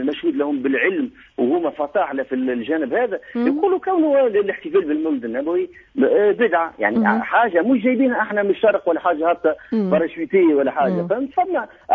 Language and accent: Arabic; Tunisia; moved away; also born or lived in Syria; الشيء اللي خلاني هاجرت من تونس ومشيت باش نتعلم ديني